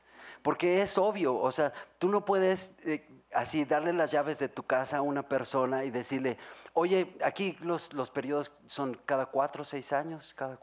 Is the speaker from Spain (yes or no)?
no; Mexico; O sea, yo como mexicano digo, no, claro que no.